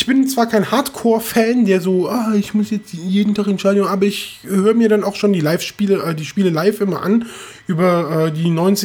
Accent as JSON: {"language": "German", "region": "Rhineland", "country": "Germany", "said": "auch nicht gebürtig so aus Norddeutschland, aber ich komme aus dem Rheinland"}